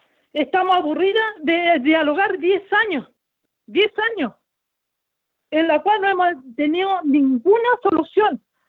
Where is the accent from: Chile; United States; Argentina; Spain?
Chile; Araucanía; Nosotras somos la identidad de la Araucanía. La Araucanía es la región más pobre que hay aquí.